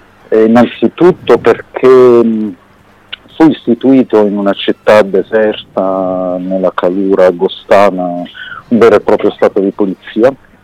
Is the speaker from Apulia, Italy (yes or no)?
yes; Bari, Apulia, Italy; born there; perché sono nato a Bari, mi trovavo in quei giorni da solo a casa